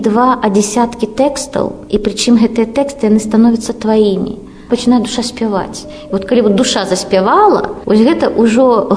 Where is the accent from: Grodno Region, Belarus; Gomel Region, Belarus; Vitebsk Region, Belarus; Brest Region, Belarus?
Grodno Region, Belarus; Slonim; moved away as an adult; Я са Слоніма, там нарадзілася, там жыла да 18 гадоў. Хоць я жыла ў горадзе, але мае бацькі пераехалі з вёскі ў горад за 2 гады да майго нараджэння.